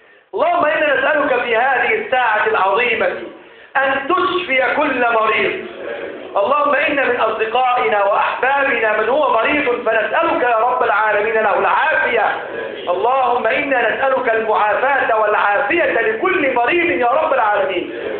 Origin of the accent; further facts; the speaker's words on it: Egypt; اجعل بلدنا مصر بلدا آمنا سقاء رخاء وسائر بلاد المسلمين يا رب العالمين.